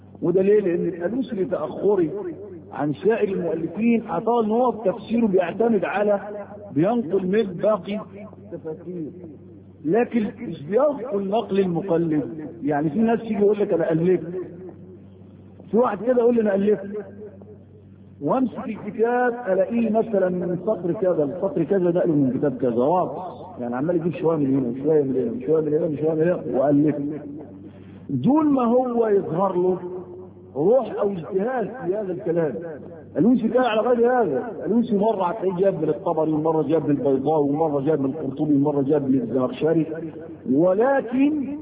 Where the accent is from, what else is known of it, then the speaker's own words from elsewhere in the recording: Egypt; زي عندنا في مصر في القضايا الشرعيه كلها